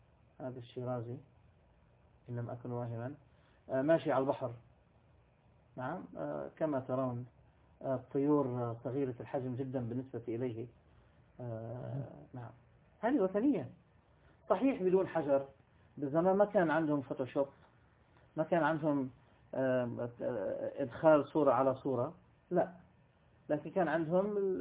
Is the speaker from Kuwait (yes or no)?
no; Beirut, Beirut Governorate, Lebanon; born there; كنت وقتها في منطقة الغبيري، ومنطقة الغبيري في بيروت، يعني أنا ولدت في بيروت في لبنان. منطقة الغبيري هي الوسط، يعني جورة التشيع، يعني وسط المنطقة الشيعية في لبنان. وكنت أعمل هناك في بداية شبابي